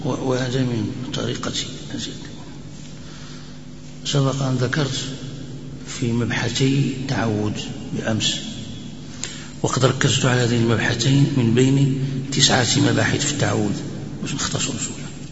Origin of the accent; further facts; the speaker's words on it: Morocco; وهذا نظم أيضا مشهور عندنا في المغرب، هناك يقرأ به الناس قراءة